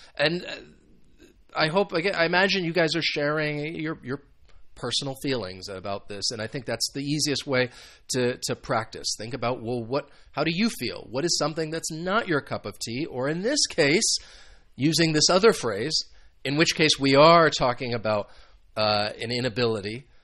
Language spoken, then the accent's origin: English; United States; And I'm sure American football is very popular in the United States, which is where I am from.